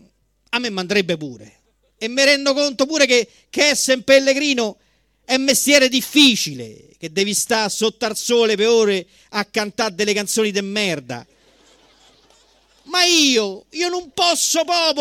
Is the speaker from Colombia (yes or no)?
yes; Colombia; Italian is a second language; now in Rome, Italy; Io da colombiano venuto qua a Roma ho imparato questa lingua